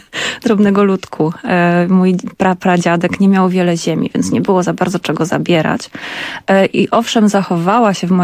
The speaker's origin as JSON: {"language": "Polish", "town": "Kraków", "region": "Lesser Poland", "country": "Poland", "tie": "born or raised there", "said": "ja rzeczywiście mam korzeń i ja się urodziłam w tym pierwszym nowochódzkim szpitalu. Całe życie przemieszkałam w Nowej Hucie, dalej tam mieszkam."}